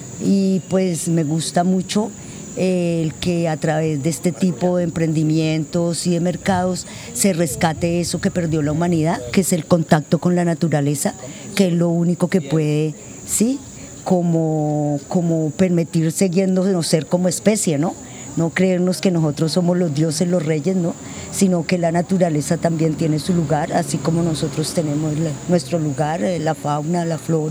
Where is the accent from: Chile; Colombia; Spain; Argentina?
Colombia; Cali, Valle del Cauca; Yo soy una persona que soy caleña. Hace 15 años me fui por una situación puntual a vivir 6 meses al campo y ya llevo 15 años viviendo en el campo, en Pueblo Pance.